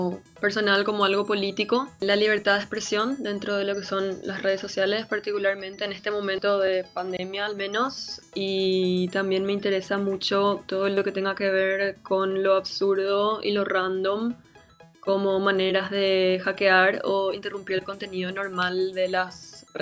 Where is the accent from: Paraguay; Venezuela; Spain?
Paraguay; Asunción; now in Buenos Aires, Argentina; Estoy actualmente viviendo en Buenos Aires y soy de Asunción.